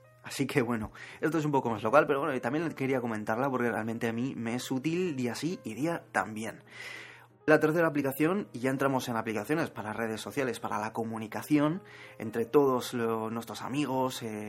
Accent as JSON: {"language": "Spanish", "town": "Zaragoza", "region": "Aragon", "country": "Spain", "said": "Yo soy de Zaragoza y aquí un paisano mío"}